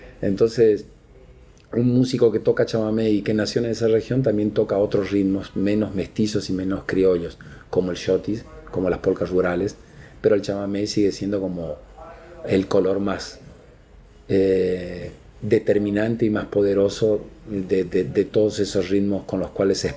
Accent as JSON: {"language": "Spanish", "town": "Apóstoles", "region": "Misiones", "country": "Argentina", "tie": "born or raised there", "said": "yo soy argentino, soy más argentino que el mate. Por más que tenga ese apellido, estoy como totalmente fundido a la tierra donde nací, Apóstoles, Misiones"}